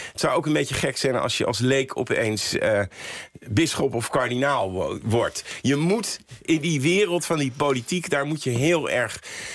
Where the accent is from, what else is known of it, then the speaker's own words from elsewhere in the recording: Santpoort, North Holland, Netherlands; Nou, mijn eerste gedachte van yes, iemand uit Zandpoort, waar ik ben opgegroeid.